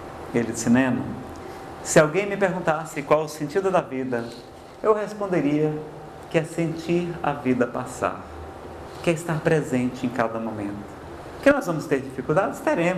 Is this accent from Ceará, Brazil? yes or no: yes; Ceará, Brazil; Eu não sei se é porque eu sou do Ceará, pessoal, mas eu adoro tomar banho.